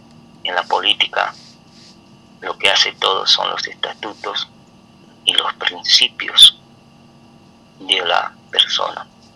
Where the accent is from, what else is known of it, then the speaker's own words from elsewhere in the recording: Bolivia; Primeramente en mi país lo que tiene que avanzar el gobierno, hay que ser crítico, porque queremos que cuando haces una crítica tiene que ser constructiva para que este gobierno sea mejor. Entonces Bolivia tiene que crear